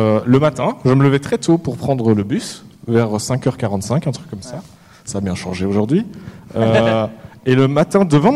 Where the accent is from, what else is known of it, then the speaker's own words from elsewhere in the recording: Belgium; Oui, j'étais complètement avec vous parce que je suis belge, il faut le savoir.